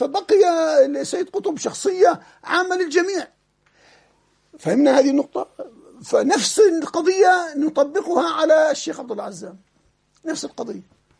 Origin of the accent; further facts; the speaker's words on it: Jordan; عندنا في الأردن وفي غيرها